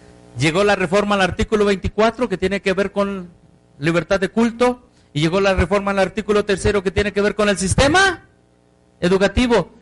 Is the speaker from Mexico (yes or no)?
yes; Mexico; como mexicano ya estoy bajo de eso.